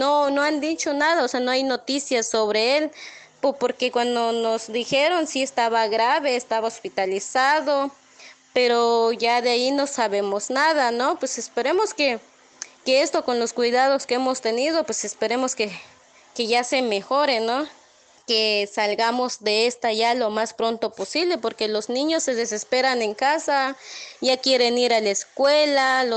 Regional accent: Palenque, Chiapas, Mexico; soy de aquí de Palenque, Chiapas

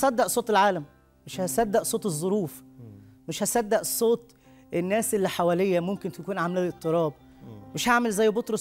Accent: Egypt; نشكر رب أنا مصري

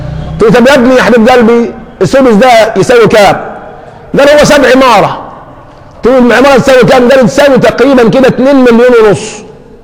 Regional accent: Egypt; احنا كمصريين لنا من الان مكان في السعودية

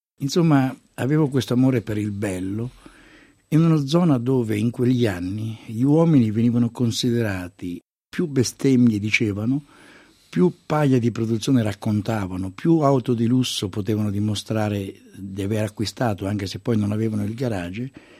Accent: Sant'Elpidio a Mare, Marche, Italy; born there; io sono nato a Sant'Elpidio a Mare, una bellissima cittadina, una città nobile del centro Italia. Lei mi dice marchigiano, mi identifico molto nell'arte della nostra regione

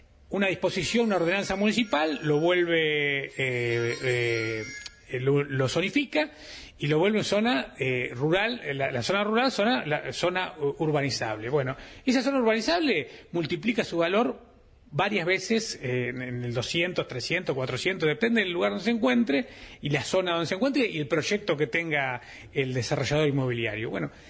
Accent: Mercedes, Buenos Aires Province, Argentina; yo que soy de Mercedes

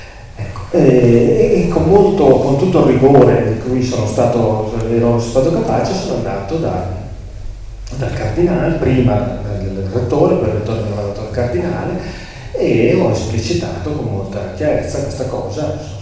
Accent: Lombardy, Italy; Io sono di chiarissime, purissime origini siciliane, ma sono nato e cresciuto in Brianza, in provincia di Milano

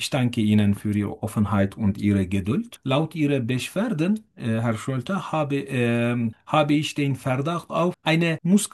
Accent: Turkey; German is a second language; moved away as an adult; now in Simmerath, Germany; ich komme aus der Türkei. Ich bin 41 Jahre alt und ich lebe seit etwas mehr als 2,5 Jahren in Deutschland.

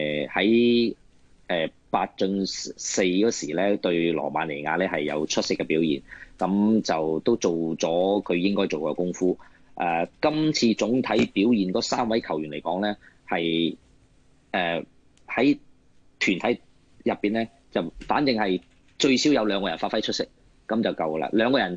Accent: China; now in Hong Kong; 我哋咁啊，包括我都系内地过嚟嘅。咁但系因为我母语系广东话咧，就好多谢香港市民好容易接受到我啦

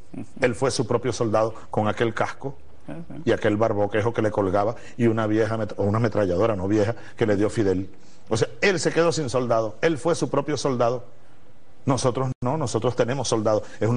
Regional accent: Barinas, Venezuela; En el río Santo Domingo, en mi ciudad natal, en Los Llanos.

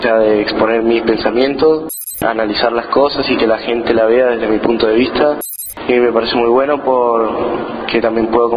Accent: Colombia; También tuve experiencia en mi país, en la capital, Bogotá.

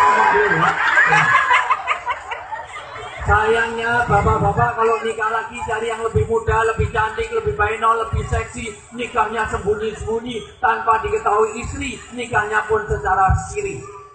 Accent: Java, Indonesia; Saya orang Jawa.

